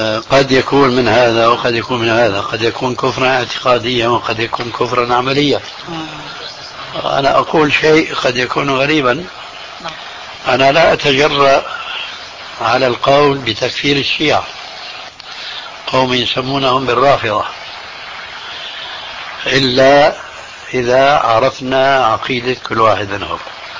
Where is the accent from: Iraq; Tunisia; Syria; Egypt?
Syria; لا، إذن كما يقولون عندنا في الشام، ابعد عن الشر والنيله